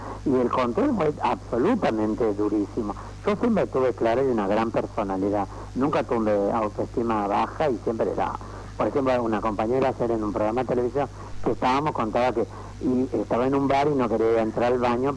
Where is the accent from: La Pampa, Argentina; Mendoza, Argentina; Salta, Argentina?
Salta, Argentina; Yo soy salteño.